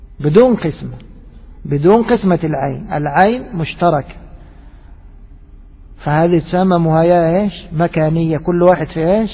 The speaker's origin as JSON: {"language": "Arabic", "country": "Egypt", "said": "عندنا في مصر مثلا عندنا موسمان، موسم صيفي وموسم شتوي"}